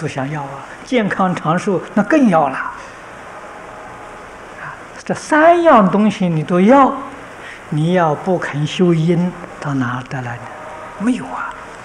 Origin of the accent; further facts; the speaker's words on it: China; 这不是我们中国人偏心